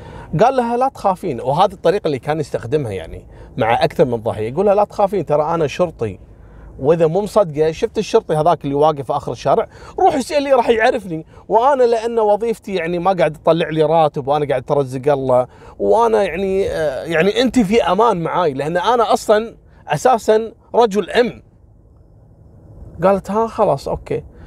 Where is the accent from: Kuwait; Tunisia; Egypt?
Kuwait; احنا كويتيين نقول نذبحك.